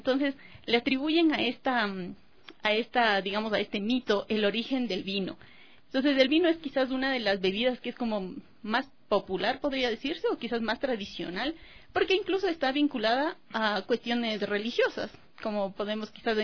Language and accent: Spanish; Guaitacama, Cotopaxi, Ecuador; un grupo de danza que había en mi pueblo natal, en Guaitacama.